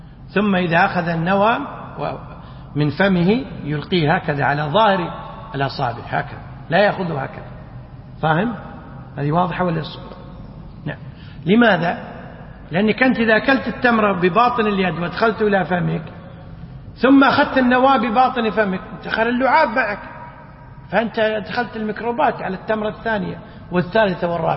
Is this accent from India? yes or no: yes; India; Arabic is a second language; وبعض الفقهاء الحديث عندنا في الهند